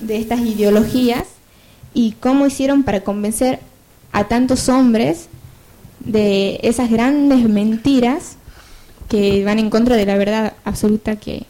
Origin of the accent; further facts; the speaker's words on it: Tucumán, Argentina; yo soy de Tucumán